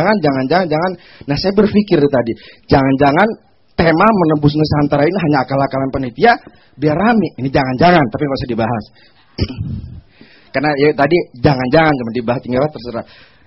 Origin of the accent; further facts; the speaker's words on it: Sumenep, East Java, Indonesia; asal saya dari Madura. Kemudian asli Madura, kalau yang tahu Madura daerah Sumenep.